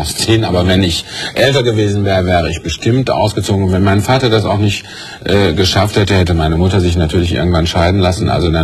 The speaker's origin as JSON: {"language": "German", "town": "Mülheim an der Ruhr", "region": "North Rhine-Westphalia", "country": "Germany", "tie": "born there", "said": "Ich bin ja geboren in Mühl am Ruhr."}